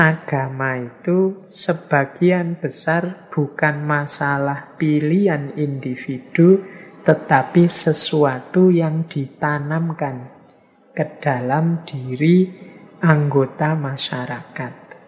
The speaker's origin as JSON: {"language": "Indonesian", "region": "Special Region of Yogyakarta", "country": "Indonesia", "accent": "Jogja dialect, Javanese", "said": "Ya meskipun bahasa Inggris saya masih dialeknya dialek Jogja, dialek Jawa."}